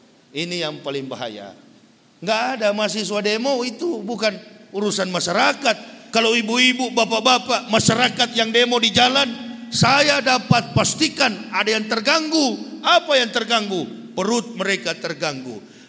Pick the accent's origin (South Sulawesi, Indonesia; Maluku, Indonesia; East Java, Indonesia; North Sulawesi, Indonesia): North Sulawesi, Indonesia; Manado; Kami orang Manado begitu memang.